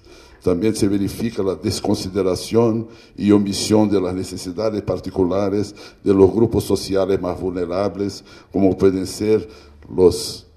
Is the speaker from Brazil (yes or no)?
yes; Brazil; Spanish is a second language; Yo soy un extranjero, vengo de Brasil, y no tengo la pretensión de venir acá a decir a los mexicanos lo que deben hacer con su país.